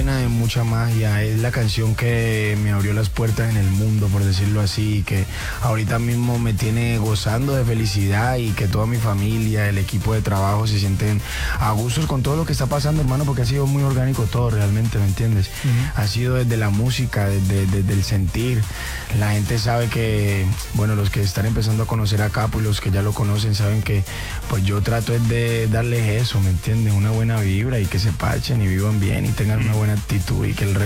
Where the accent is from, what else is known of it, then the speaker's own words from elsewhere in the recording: El Cabuyal, Valle del Cauca, Colombia; Sí, cabuyaleños, ¿no? Porque vengo de un pueblo de Cali a 40 minutos que se llama El Cabuyal.